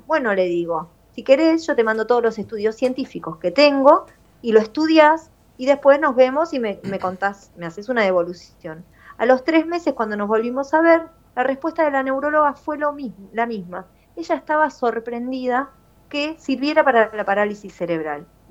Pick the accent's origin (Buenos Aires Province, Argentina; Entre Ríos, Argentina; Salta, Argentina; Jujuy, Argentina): Buenos Aires Province, Argentina; La Plata; Yo soy de La Plata